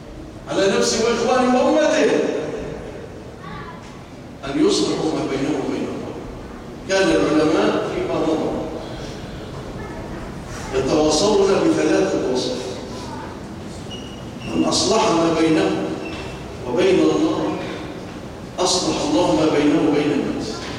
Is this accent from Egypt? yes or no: yes; Egypt; اللهم اجعل بلادنا مصر آمنة مطمئنة، وسائر بلاد المسلمين